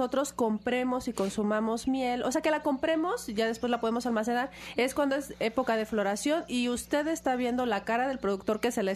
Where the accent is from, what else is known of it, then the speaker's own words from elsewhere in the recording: Mexico; que son nuestro patrimonio como mexicanos.